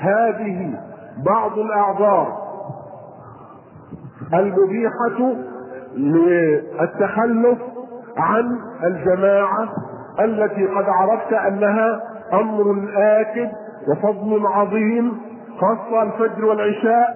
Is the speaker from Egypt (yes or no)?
yes; Egypt; وطبعا نحن كمصريين وعادات طعامنا الثوم والبصل ركن ركين في طبيخنا واكلنا وطعامنا